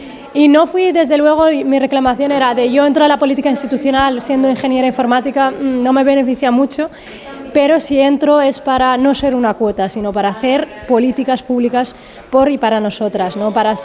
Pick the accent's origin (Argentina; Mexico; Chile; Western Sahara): Western Sahara; como saharaui, porque soy del Sahara Occidental y entonces nuestro país está ocupado por Marruecos.